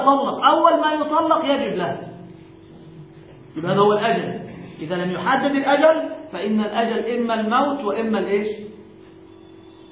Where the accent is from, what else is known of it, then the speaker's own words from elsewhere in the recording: Egypt; وهذا المعتاد عندنا في مصر بهذه الصورة